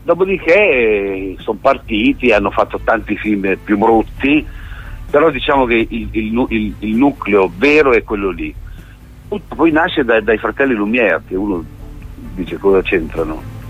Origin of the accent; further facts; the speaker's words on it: Parma, Emilia-Romagna, Italy; Insomma, poi io sono di Parma e mi sgridano perché dicono che io penso a Parma.